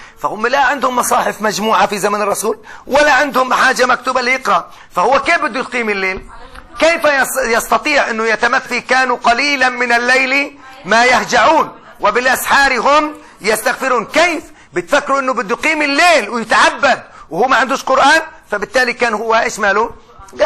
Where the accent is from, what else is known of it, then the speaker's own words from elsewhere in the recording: Palestine; حتى احنا كفلسطينيين